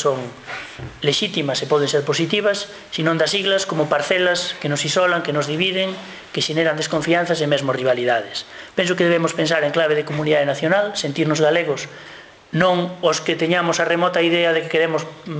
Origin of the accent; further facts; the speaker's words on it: Galicia, Spain; Que vos somos os galegos, de que maneira nos terían que atender por cima de vascos e cataláns